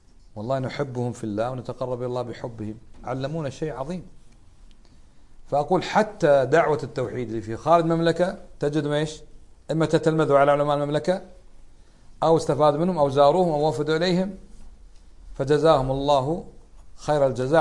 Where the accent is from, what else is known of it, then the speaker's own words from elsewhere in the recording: Kuwait; في بلادنا الكويت لا تباع الخمور